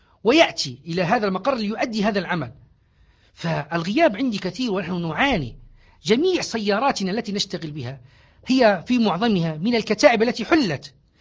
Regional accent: Libya; الآن ما من ليبي إلا ويفتخر ويقول أنا ليبي

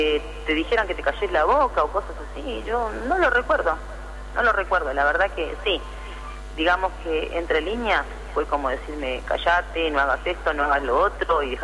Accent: Tigre, Buenos Aires Province, Argentina; me crié en Tigre y en la época de la dictadura pasaba esto.

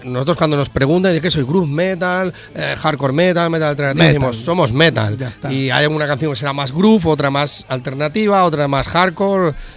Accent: Teruel, Aragon, Spain; nosotros venimos de Teruel

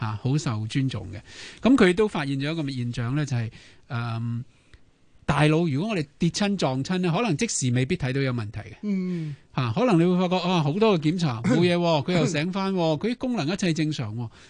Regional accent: China; 我记得我哋中国人成日都讲嘅

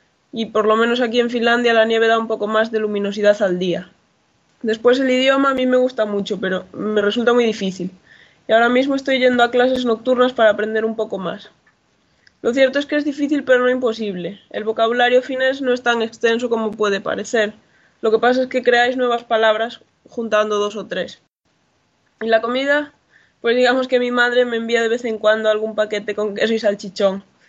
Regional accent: Ourense, Galicia, Spain; vengo de Galicia, más concretamente de Ourense, que no es una ciudad muy grande y realmente nos conocemos todos. ¿Y qué más te puedo contar sobre mí? Tengo 23 años

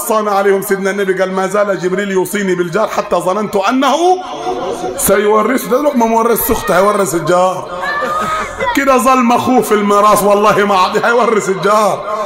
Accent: Upper Egypt, Egypt; الدارج عندنا في الصعيد مثل يقول لك النبي وصى كام؟ سبعه

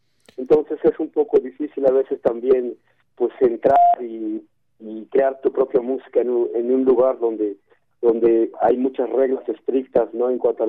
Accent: Chiapas, Mexico; first language Tzotzil; Spanish is a second language; la mayoría de nosotros crecimos y nacimos aquí en Chiapas, y pues nuestras mamás hablan el tzotzil.

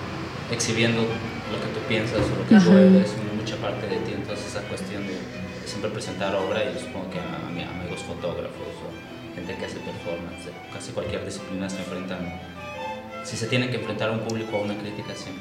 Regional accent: Temixco, Morelos, Mexico; Elvira y yo somos de Temisco y crecimos juntos, somos primos

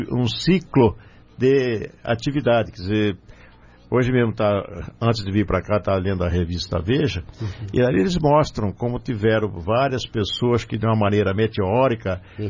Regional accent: Brazil; Como nós, brasileiros, ainda não aprendemos a dar valor para esse nosso Brasil, né?

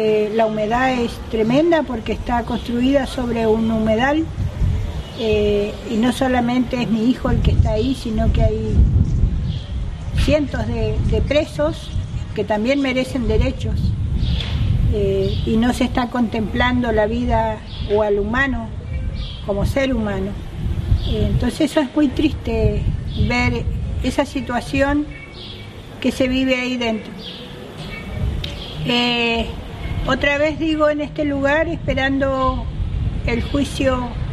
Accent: Bariloche, Río Negro, Argentina; soy lonco de la comunidad o de la LOC Gualahue en Bariloche. Vengo de Bariloche, nací en Bariloche, en el Nahuel Huapi, que es mi fuerza.

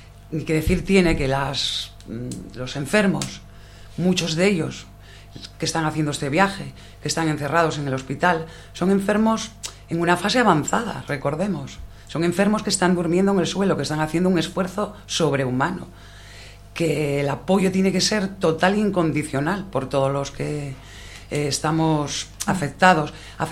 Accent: Asturias, Spain; Asturias, que somos asturianos.

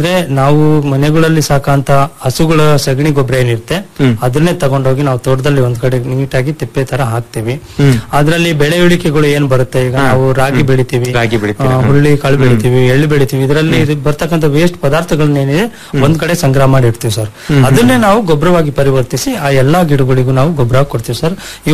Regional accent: Panchanahalli, Karnataka, India; ಕಡೂರು ತಾಲೂಕು ಪಂಚನಹಳ್ಳಿ ಹೋಬಳಿ. ನಾನು ಮೂಲತಃ ರೈತ ಕುಟುಂಬದಿಂದ ಬಂದನು

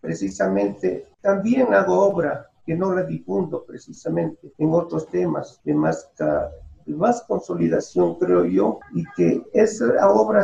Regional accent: Manabí, Ecuador; Yo soy de origen manabita. Allí crecí, estuve hasta la escuela.

